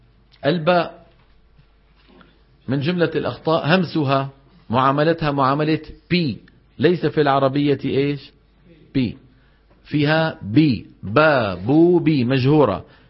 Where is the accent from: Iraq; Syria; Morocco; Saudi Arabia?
Syria; Levant; هاي بالعاميات عندنا في الشام وفي مصر